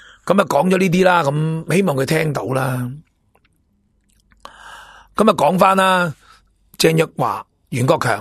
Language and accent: Cantonese; Hong Kong; 我哋香港人点啊，我哋香港人点啊